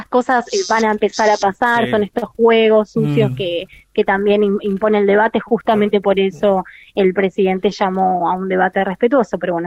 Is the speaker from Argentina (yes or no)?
yes; San Jorge, Santa Fe, Argentina; also born or lived in Rosario; Yo viví 5 años en Rosario, recuerdo que llegaba, yo soy de San Jorge, llegaba a la terminal a la 1 de la mañana